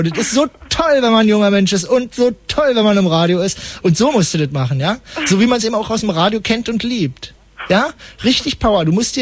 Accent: West Germany, Germany; kann ich nicht, ich bin aus dem Westen.

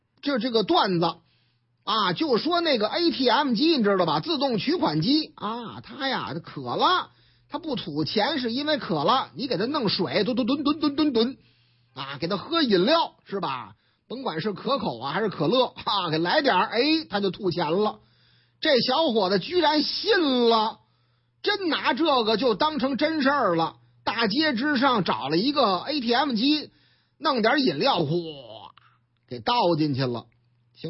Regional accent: Shanghai, China; 虽然说我老家上海嘛

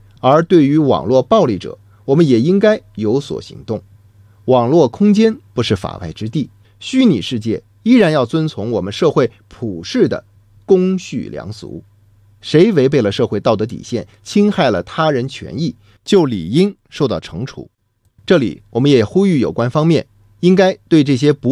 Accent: China; 作为中国人，我们理所当然的为中国健儿的胜利欢呼骄傲

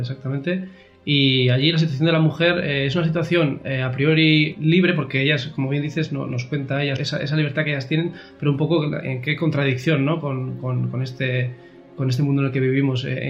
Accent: Noaín, Navarre, Spain; Puesto que, bueno, somos de Noaín.

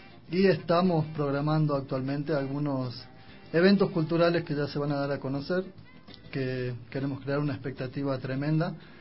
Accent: Argentina; moved away as an adult; also born or lived in United States; now in Ecuador; yo salí de Argentina a los 18 años. Tengo 40, date una idea. Pero no vine para el Ecuador, sino fui para Estados Unidos cuando tenía 19 años, en el 99, en diciembre del 99. Pasé 7 años en Estados Unidos

